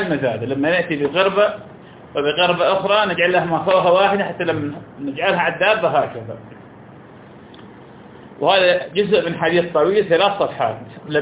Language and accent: Arabic; Iraq; معروف عندنا في العراق مثل الفول السوداني